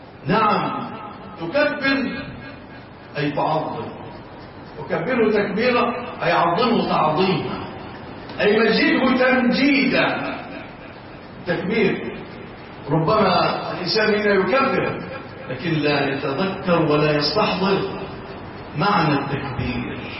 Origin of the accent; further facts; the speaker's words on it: Egypt; اللهم اجعل بلادنا مصر وسائر بلاد